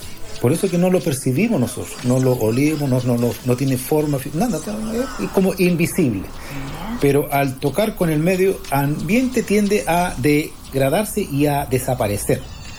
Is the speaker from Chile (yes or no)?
yes; Arica, Arica y Parinacota, Chile; moved away as an adult; now in Iquique, Chile; yo soy oriundo de Arica, nací, pero yo ya vivo en Iquique hace más de 20 años, por un tema de la economía. En esos años me tuve que ir.